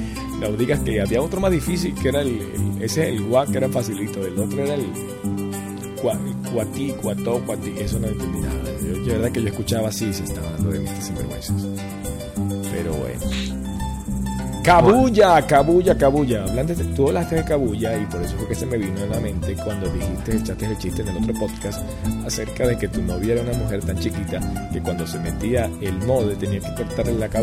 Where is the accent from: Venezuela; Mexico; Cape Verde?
Venezuela; ¿Cómo no vas a ser venezolano si soy venezolano?